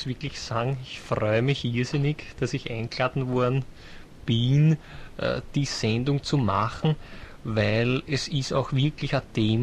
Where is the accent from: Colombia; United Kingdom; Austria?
United Kingdom; South East England; German is a second language; Ich komme aus England, um genauer zu sein, aus Sussex, das ist in Südengland.